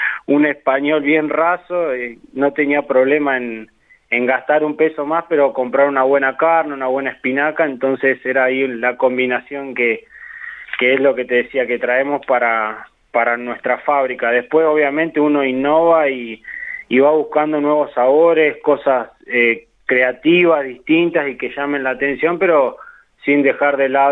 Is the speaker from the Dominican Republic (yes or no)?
no; Santa Rosa, La Pampa, Argentina; moved away as an adult; yo soy nacido y criado acá en Santa Rosa, sí. Pero a los 18 años me fui a estudiar a Tandil, de la familia por parte de mi madre es de allá